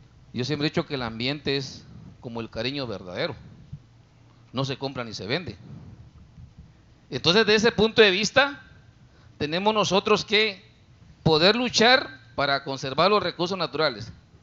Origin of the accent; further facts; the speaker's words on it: Guatemala; de Guatemala.